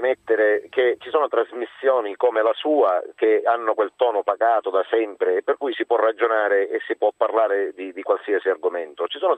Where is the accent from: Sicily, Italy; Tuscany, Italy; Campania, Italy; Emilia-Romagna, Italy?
Sicily, Italy; Catania; io sono catanese da sempre